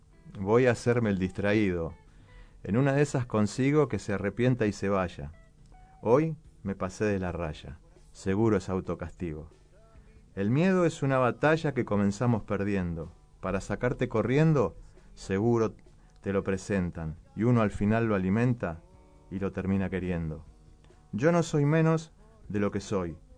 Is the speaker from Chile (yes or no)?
no; Moreno, Buenos Aires Province, Argentina; yo soy un escritor de este barrio, soy de Moreno, me considero un músico local y súper orgulloso de serlo.